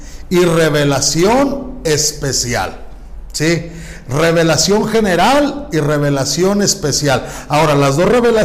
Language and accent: Spanish; Chihuahua, Mexico; yo como soy de Chihuahua, mis antepasados no eran los aztecas, eran otras tribus